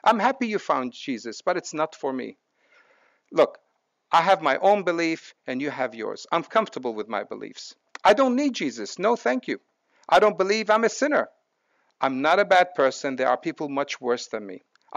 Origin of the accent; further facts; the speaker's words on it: Lebanon; I was brought up in Lebanon. Most people were dying from guns, bombs, and snipers.